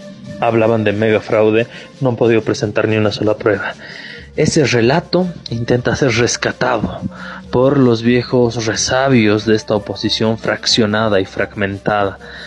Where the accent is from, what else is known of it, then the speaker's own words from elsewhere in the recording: Bolivia; todo lo que veníamos desarrollando como bolivianos de forma independiente, soberana